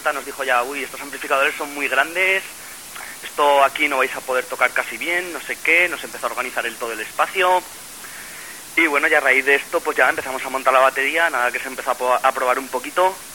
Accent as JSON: {"language": "Spanish", "town": "Zaragoza", "region": "Aragon", "country": "Spain", "said": "nosotros somos de aquí de Zaragoza"}